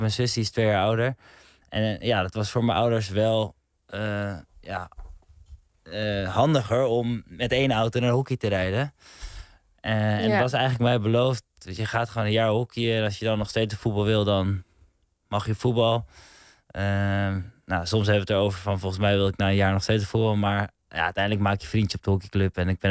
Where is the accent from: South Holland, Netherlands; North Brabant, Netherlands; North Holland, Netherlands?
North Holland, Netherlands; Heemstede; also born or lived in Hoofddorp; now in Amsterdam, Netherlands; Ik ben geboren in Hoofddorp. En uiteindelijk heb ik met mijn ouders nog in Heemstede gewoond. En toen ben ik op mijn 18e op kamers gegaan in Amsterdam.